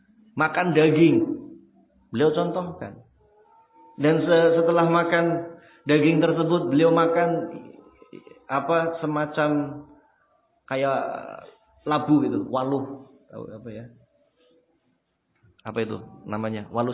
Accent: Java north coast, Indonesia; Contoh kita orang Pantura, panas ya. Cuacanya panas.

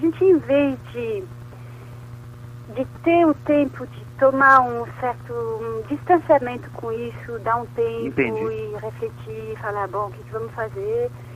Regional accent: France; porque somos franceses

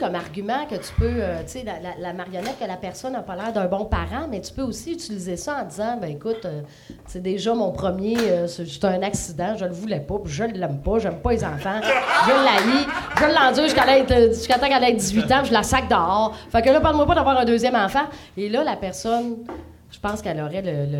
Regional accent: China; c'est pas le fait que je suis une Chinoise

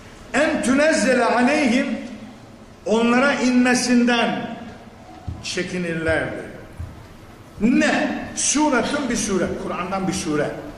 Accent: Black Sea Region, Turkey; Hani şimdi bizim Karadeniz'de bir horon biliriz. Bu horonun da birkaç türlüsü var yani. Sılsalası var efendim, atlaması var, şundan ben nasıl var. Birkaç tane var. Ben çok oynamışım. Ben çocukken düğünlerde horoncuydum.

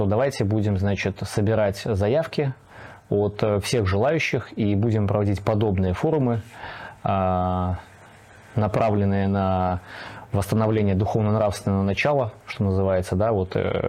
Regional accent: Gomel, Gomel Region, Belarus; я из Беларуси, город Гомель

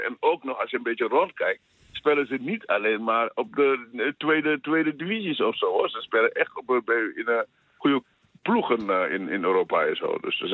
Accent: Groningen, Netherlands; accent: Gronings; Dat blijft gewoon Senegalees in mij. Dat wil niet zeggen dat ik niet geïntegreerd ben. Hoor. Ik ben, ik praat zelf een beetje Gronings, omdat ik uit Groningen kom. Maar ik woon in Groningen natuurlijk. Dus, zit ik wel een beetje Senegal.

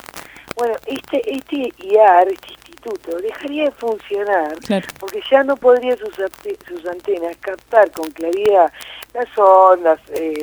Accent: Villa Elisa, Buenos Aires Province, Argentina; En mi caso, soy de Villa Elisa

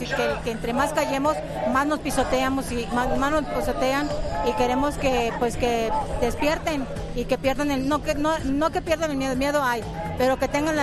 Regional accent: Tampico, Tamaulipas, Mexico; venimos de Tampico, Tamaulipas.

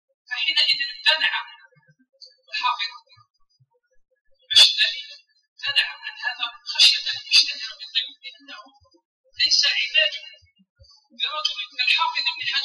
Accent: Algeria; فإن بلدنا الجزائر كان منزلا مرة وضيق في وجه الزمان

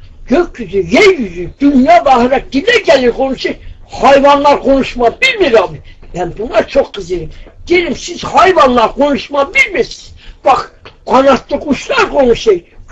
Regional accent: Kağızman, Kars, Turkey; born there; Kazman doğumluyum, Sarıkamış

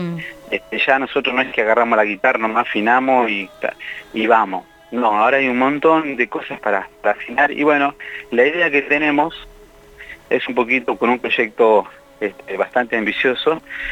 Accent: La Pampa, Argentina; Somos pampeanos, yo nací en Zona Norte, mis compañeros en el Butaló.

